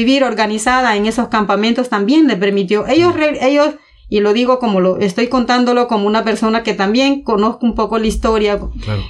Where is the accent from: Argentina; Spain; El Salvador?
El Salvador; Santa Marta, Cabañas; vengo de la comunidad de Santa Marta en el municipio de Victoria, Cabañas, El Salvador. Pues es una comunidad de alrededor de 3.000 habitantes